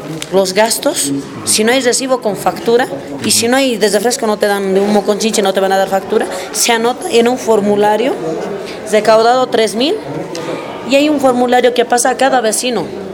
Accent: El Alto, La Paz, Bolivia; Lo que yo quiero, que la Ciudad del Alto, como vecina, que soy del Distrito 12 también

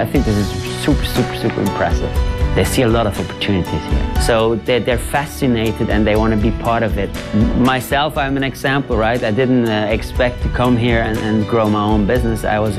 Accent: Switzerland; moved away as an adult; now in Beijing, China; I'm coming from Switzerland, and I'm in Beijing for now more than 5 years. First time I came to Beijing was in 2012.

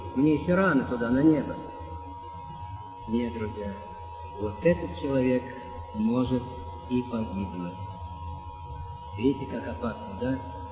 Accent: Samara, Samara Oblast, Russia; Я сам из Самары.

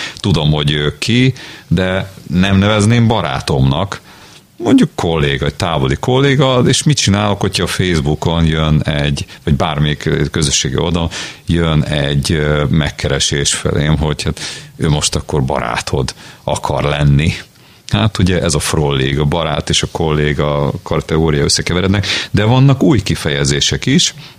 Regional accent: Budapest, Hungary; Én pedig egy nagyvárosban nőttem fel, amelyiket úgy hívnak, hogy Budapest

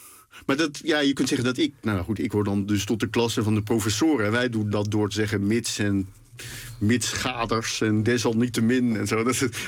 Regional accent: Den Bosch, North Brabant, Netherlands; Ik ben dus opgegroeid in Den Bosch. Nu woon ik er niet meer, maar ik was een groot liefhebber van carnaval.

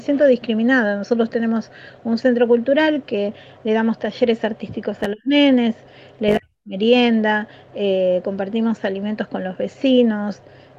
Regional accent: Dique Luján, Buenos Aires Province, Argentina; yo soy de Villa La Ñata, de Dique Luján.

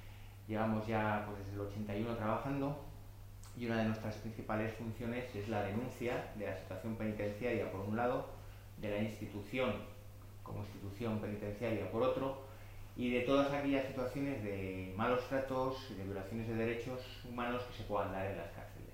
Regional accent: Basque Country, Spain; vengo de Vizcaya

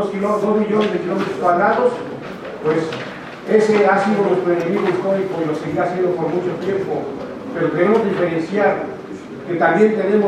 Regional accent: Mexico; porque nosotros como mexicanos, como pueblos originarios, sentimos que la revolución cubana es parte de muchas revoluciones

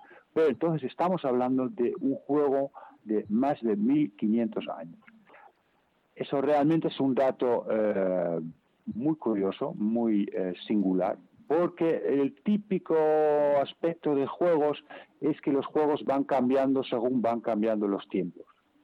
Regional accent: Netherlands; Spanish is a second language; De origen es frisón. Yo soy holandés

